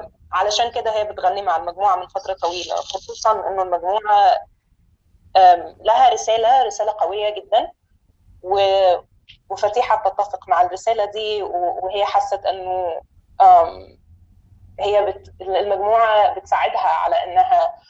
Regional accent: Egypt; moved away as an adult; now in New York, United States; بس أنا أصلا مصرية، وجيت نيويورك من أقل من سنة

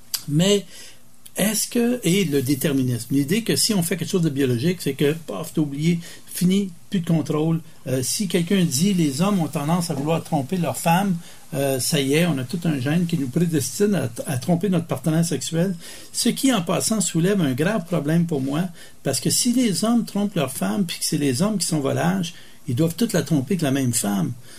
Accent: Montreal, Quebec, Canada; je suis un Québécois, francophone, canadien, nord-américain, il y a plusieurs échelles de culture, là, mais je suis un Québécois, francophone, un Montréalais.

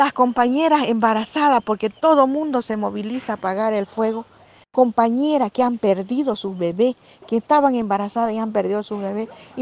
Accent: Bolivia; Como bolivianos más que todo, y más que todo como pueblos indígenas, como mujeres indígenas, como mujer indígena chiquitana

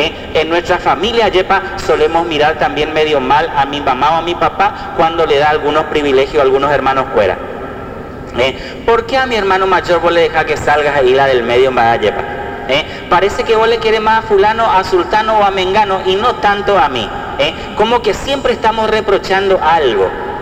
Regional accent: Argentina; soy argentino 100%. … realmente amo a mi país

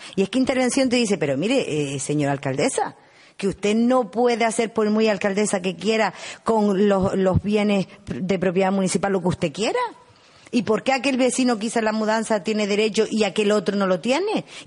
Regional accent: Uga, Canary Islands, Spain; Yo soy del pueblo de Uga. Y mi madre es del pueblo de Uga.

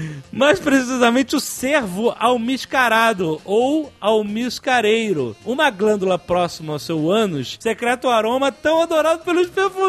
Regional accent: Rio de Janeiro, Brazil; Eu sou do Rio, nós somos conterrâneos.

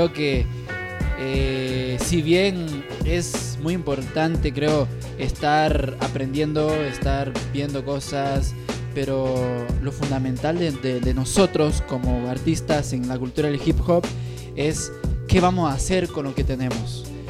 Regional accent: Guatemala; now in Argentina; En mi país, en Guatemala, existen muchas pandillas

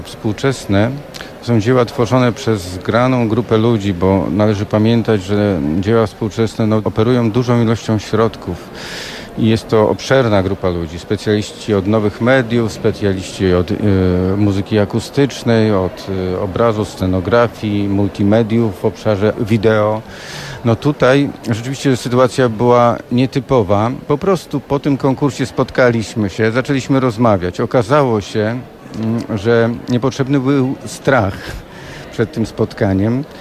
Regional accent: Wrocław, Lower Silesian Voivodeship, Poland; also born or lived in Elbląg; Jestem wrocławianinem, który się urodził w Elblągu

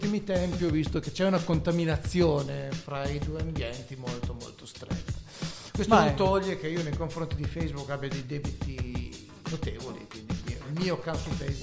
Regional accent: Costigliole, Piedmont, Italy; sarebbe Costigliole, che è il mio paese.

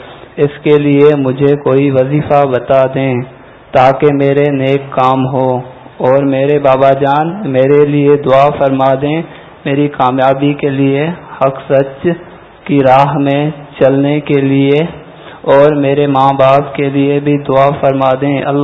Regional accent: Larkana, Sindh, Pakistan; میرا تعلق لاڑکانہ سے ہے. میں یہاں پہ 10 دن کے اعتکاف کے لیے حاضر ہوا ہوں.

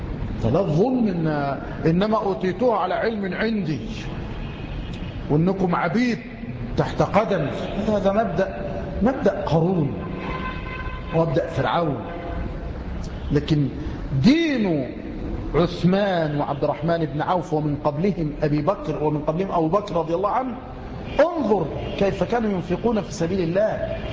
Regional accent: Egypt; أو عندنا في مصر، لماذا نذهب للبلاد الأخرى؟

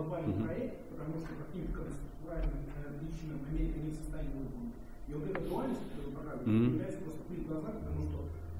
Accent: Estonia; я там из Эстонии.

